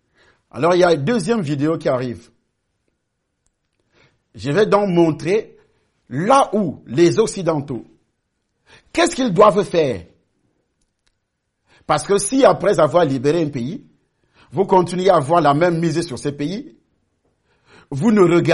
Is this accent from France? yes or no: no; Cameroon; Quand il y avait des usines occidentales chez nous, au Cameroun, j'ai vu avec mes yeux, à Douala.